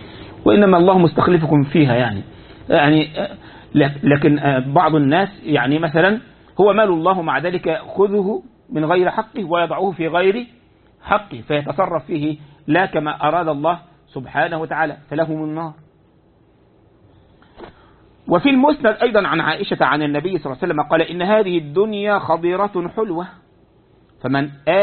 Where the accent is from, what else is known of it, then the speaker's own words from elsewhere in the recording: Egypt; هو عندنا في مصر بعض يقول لك الحلال هو الذي حل بيدك